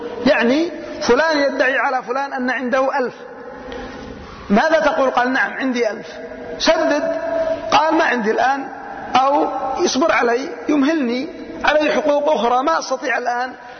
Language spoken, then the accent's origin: Arabic; Yemen; لكنها مشهورة عندنا في اليمن. يقولون وعندنا في اليمن وفي يعني بلدنا